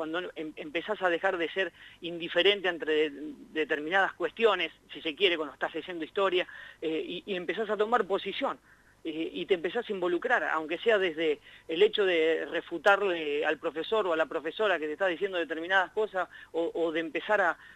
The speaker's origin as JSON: {"language": "Spanish", "town": "Arata", "region": "La Pampa", "country": "Argentina", "tie": "born or raised there", "said": "con un proyecto radiofónico que teníamos ahí en Arata, en mi pueblo, hace ya año 93, más o menos, te estoy hablando."}